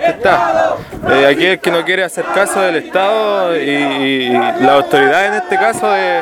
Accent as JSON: {"language": "Spanish", "town": "Los Quilches", "region": "Los Ríos", "country": "Chile", "said": "vengo de Los Quilches, Mapo"}